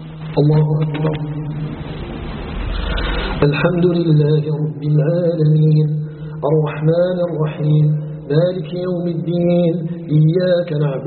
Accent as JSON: {"language": "Arabic", "country": "Algeria", "said": "أن يجعل بلدنا الجزائر بلدا آمنا مطمئنا"}